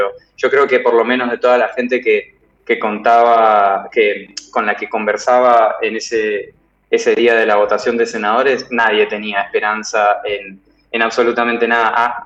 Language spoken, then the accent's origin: Spanish; Ushuaia, Tierra del Fuego, Argentina; yo soy oriundo de Ushuaia. No estoy tan enterado de las cosas que suceden allá